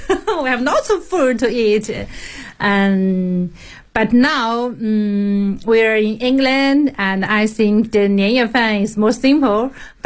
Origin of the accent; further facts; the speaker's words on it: Shanghai, China; English is a second language; now in Cambridge, United Kingdom; I come from Shanghai.